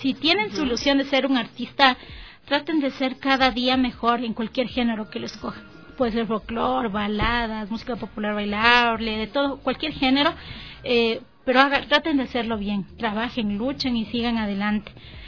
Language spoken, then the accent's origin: Spanish; Ecuador; Soy la única de Ecuador, no hay más.